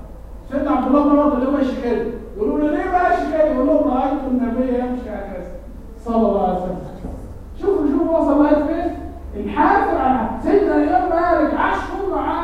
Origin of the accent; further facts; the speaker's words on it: Egypt; واحنا كنا مصريين بهذه الصوره